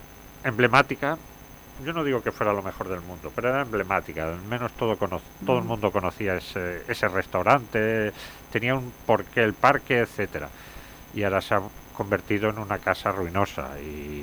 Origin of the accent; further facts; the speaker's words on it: Valencian Community, Spain; somos valencianos, pertenecemos a la comunidad valenciana.